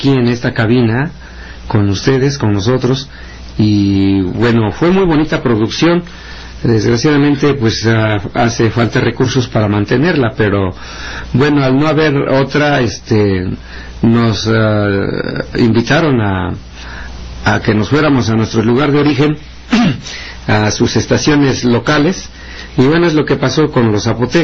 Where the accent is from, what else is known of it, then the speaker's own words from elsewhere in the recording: Mexico; first language Mixtec; Spanish is a second language; la lengua mixteca, que es mi lengua madre, pues es así, lo practicamos.